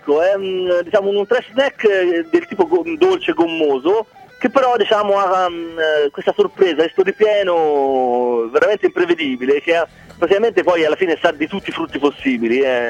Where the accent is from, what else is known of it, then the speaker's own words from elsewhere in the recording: Prato, Tuscany, Italy; No, noi siamo di Prato.